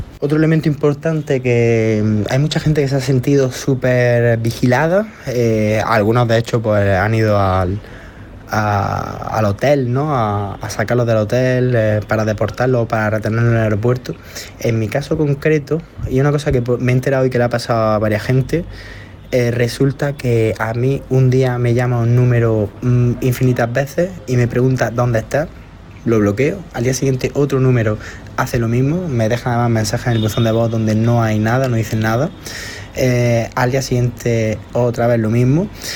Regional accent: Spain; Nosotros, pues bueno, aquí diciendo que somos ciudadanos españoles

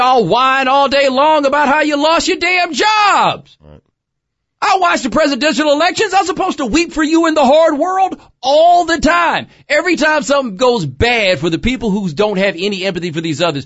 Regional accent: Texas, United States; Yes, I'm from Texas.

